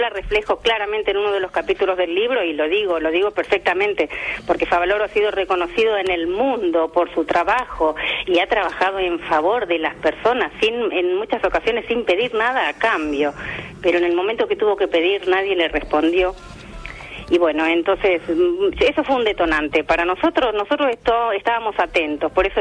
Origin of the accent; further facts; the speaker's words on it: Santa Fe, Argentina; moved away as an adult; now in Málaga, Spain; estoy en Málaga desde el año 2000, llegamos a fines del año 2000. Efectivamente, venimos de Santa Fe, me vine con mi marido Raúl y mi hijo Agustín.